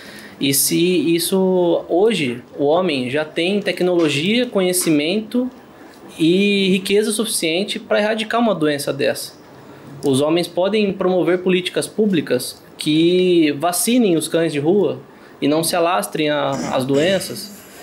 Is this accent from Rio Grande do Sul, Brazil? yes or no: no; São Paulo, Brazil; eu sou do interior de São Paulo